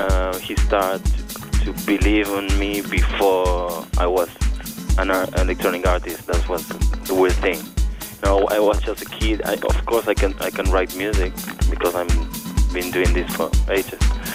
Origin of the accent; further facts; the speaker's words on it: Buenos Aires, Argentina; now in Düsseldorf, Germany; I'm from Buenos Aires, Argentina, and now I'm living in Germany, Dusseldorf.